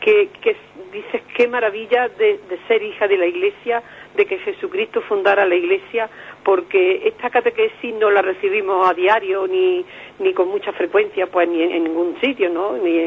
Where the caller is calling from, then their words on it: Córdoba, Andalusia, Spain; de Córdoba.